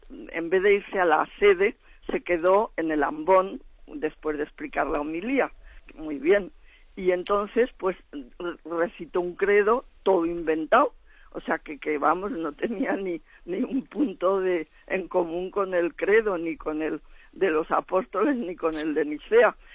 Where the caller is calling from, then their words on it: Zaragoza, Aragon, Spain; de Zaragoza.